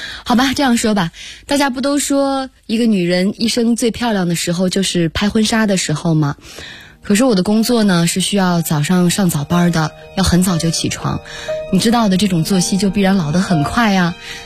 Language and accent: Chinese; Xinjiang, China; 因为我爱新疆啊。虽然北京也很好，但是我性格中的很多东西都是我的家乡带给我的。